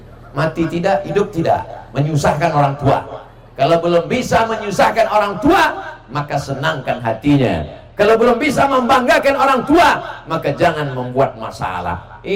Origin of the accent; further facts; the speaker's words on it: Riau, Indonesia; I am coming from Riau. Ana min Riau.